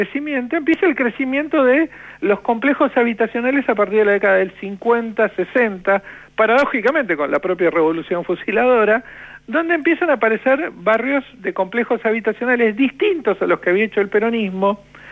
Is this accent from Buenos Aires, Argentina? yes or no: yes; Buenos Aires, Argentina; la aparición de lo que va a ser mi terruño, ahí sí, mi pago chico dentro de Lugano, que va a ser el barrio Piedrabuena.